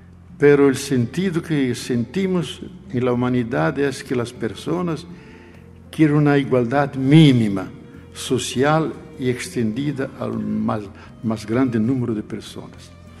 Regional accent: Brazil; Spanish is a second language; especialmente en mi país, porque no hay que olvidar que 62% de la población brasileña es afrodescendiente.

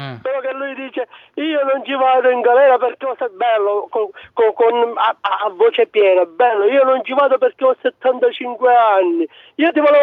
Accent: Sicily, Italy; Sì, io sono siciliano di Agrano Catania.

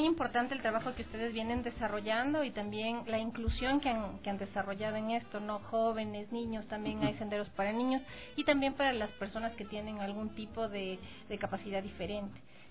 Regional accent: Ecuador; que sí nos preocupa a nosotros como ecuatorianos en general

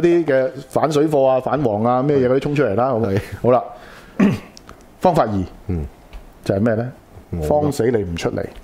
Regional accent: Hong Kong; 我覺得係作為香港人點樣面對呢啲嘢先緊要

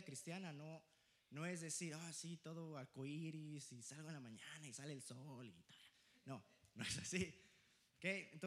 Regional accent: Mexico City, Mexico; que los chilangos, que acá, aquí yo, sí, soy chilango

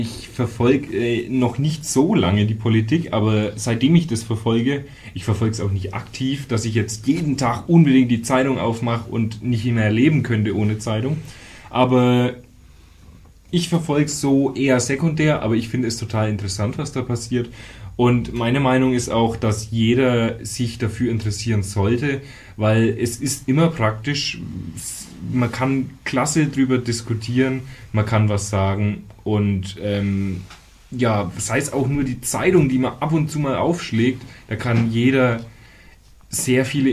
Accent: Hof, Bavaria, Germany; Also wir kommen aus Hof, vielleicht kennt das ja jemand, ich glaube nicht.

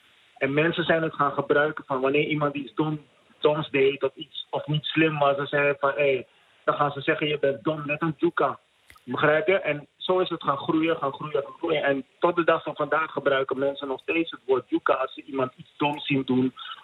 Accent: Suriname; Maar het doet mij wel wat dat wij als Surinamers nog steeds elkaar op een bepaalde manier bejegenen.

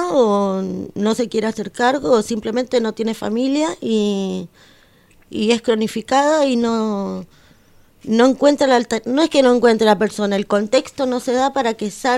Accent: Argentina; Pero en el contexto en el que vivimos nosotros, como Argentina me refiero, ¿no?

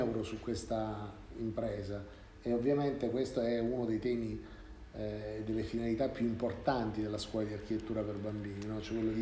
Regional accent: Sicily, Italy; io non avevo mai sentito parlare di lui, pur essendo siciliano

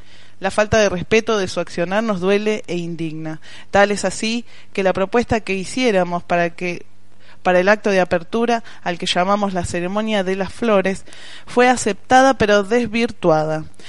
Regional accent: Buenos Aires, Argentina; now in Junín, Argentina; un dato importante para compartir es que soy nacida y criada en Capital Federal.

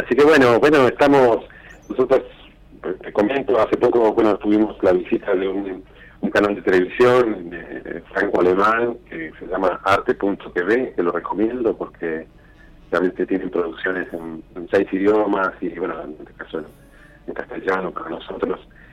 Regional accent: Neuquén, Argentina; now in Buenos Aires, Argentina; Pero yo como que soy neuquino, entonces puedo, aunque estoy en Buenos Aires, identifiqué ese detalle.

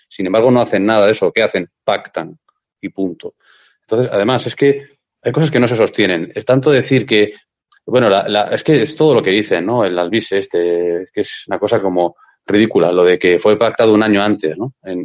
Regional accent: Santander, Cantabria, Spain; yo soy de Santander, ¿vale? Yo he ido a Asturias muchas veces, he ido a Madrid muchísimas veces desde Santander.

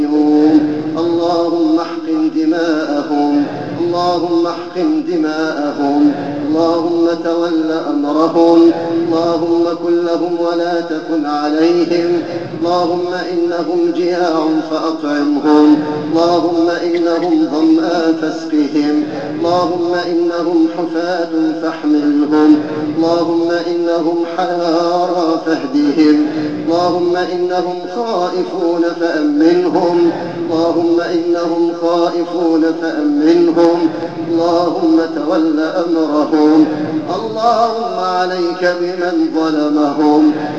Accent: Egypt; يا رب واحفظنا في بلدنا مصر، اللهم احفظنا في بلدنا مصر

